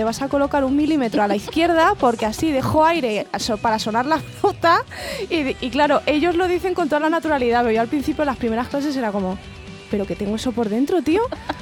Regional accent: Community of Madrid, Spain; Ay, soy madrileño burgalesa.

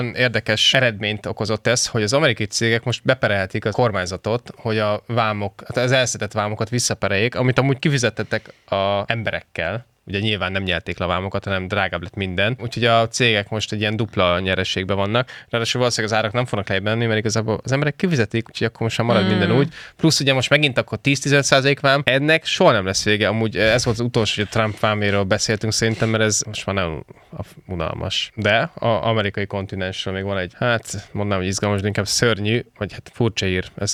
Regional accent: Hungary; born there; Magyarországába születtem. Igen, tehát hogy azért panaszkodunk itt tényleg.

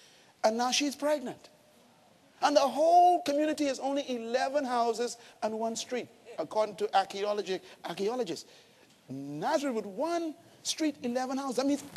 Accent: Bains Town, Bahamas; Growing up in Baines Town, the worst thing that could happen to anyone was to have their daughter pregnant.

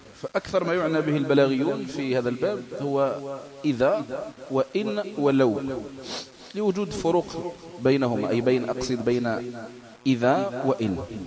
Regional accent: Algeria; علماء بلادنا الجزائر خصوصا

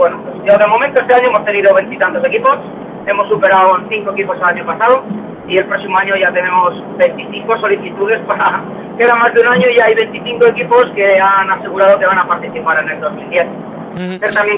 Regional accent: Valladolid, Castile and León, Spain; born there; Yo soy nacido en Valladolid

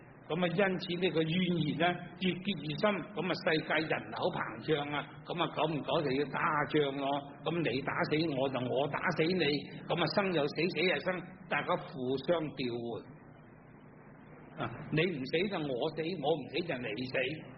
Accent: Guangdong, China; 我哋广东人最兴啦。我做小朋友都听过

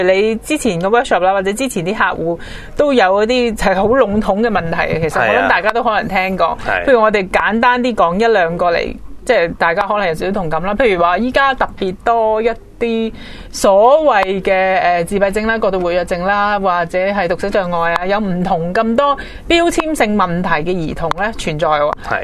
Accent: China; 但係好奇怪喎，我哋中國人呢，尤其外國都係嘅

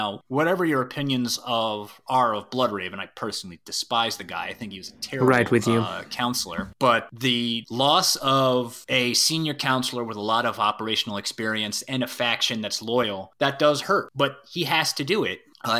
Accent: Ireland; I'm Irish, so there's an Irish tradition of sacred hospitality, but it's not just an Irish thing.

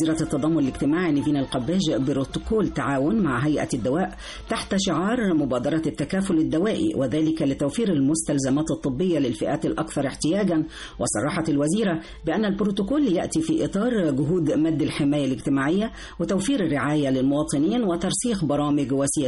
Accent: Egypt; انا كمواطنه مصريه نفسي ان انا اروح سيوه

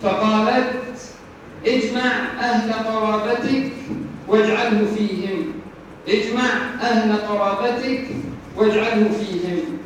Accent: Upper Egypt, Egypt; موضوع خاص في بلادنا الصعيد

